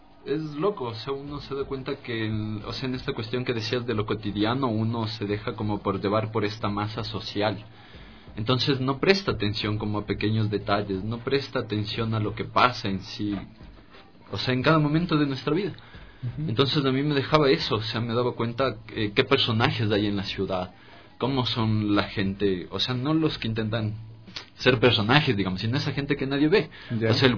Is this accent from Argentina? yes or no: yes; Rafaela, Santa Fe, Argentina; Soy de Santa Fe, de la provincia de Santa Fe, de la ciudad de Rafaela.